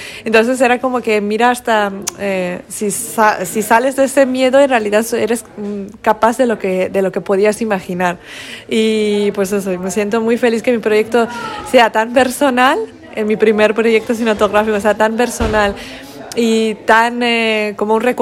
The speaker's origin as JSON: {"language": "Spanish", "country": "Iran", "moved": "yes", "lives_now": "Spain", "said": "yo soy de Irán y llevo 7 años viviendo en España, pero nunca he sentido tanto en casa como en Asturias."}